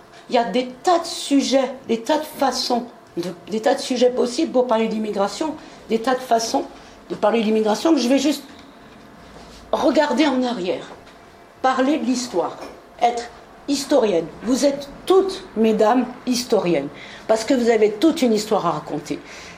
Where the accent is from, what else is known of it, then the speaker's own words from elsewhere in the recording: France; born there; Moi, je suis née en France.